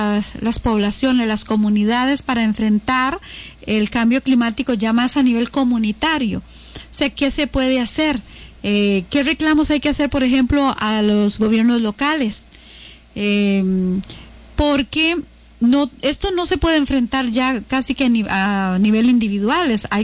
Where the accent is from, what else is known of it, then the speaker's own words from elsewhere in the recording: Costa Rica; ahí es donde hay que pensar como planeta, como costarricenses en general